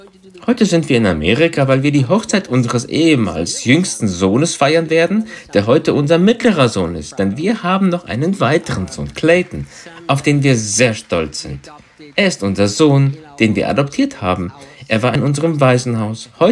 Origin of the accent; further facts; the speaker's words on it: Austria; moved away as an adult; also born or lived in England; ich bin Österreicher, geboren und aufgewachsen in Österreich. Und dann schickte mich Gott im Jahr 82 nach England, südlich von London